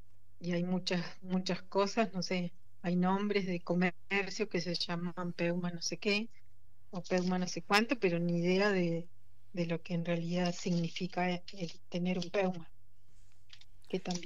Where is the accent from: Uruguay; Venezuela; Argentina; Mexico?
Argentina; Esquel, Chubut; con todo esto de la lucha en relación a la minería en Esquel, en la comunidad de Nahuelpan, que es de donde yo soy